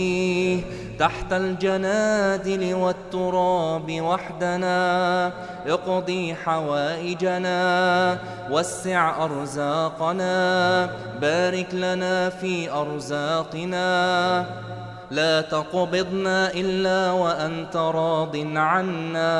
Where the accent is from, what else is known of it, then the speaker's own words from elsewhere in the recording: Egypt; عن بلدنا مصر خاصة وعن سائر بلاد